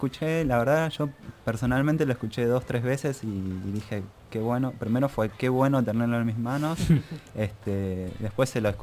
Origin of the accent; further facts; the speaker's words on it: San Telmo, Buenos Aires, Argentina; yo soy de acá, de San Telmo.